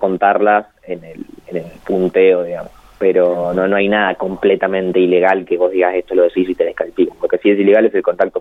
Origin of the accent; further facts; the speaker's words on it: La Pampa, Argentina; Sabemos que somos de La Pampa, que es una provincia que, si bien está muy bien posicionada a nivel nacional, es chica